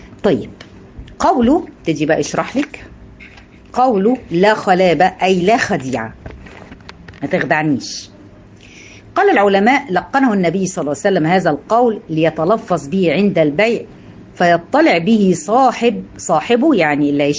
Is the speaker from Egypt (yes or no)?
yes; Egypt; يعني اللي عندنا في مصر يفهم انا بقول الاماكن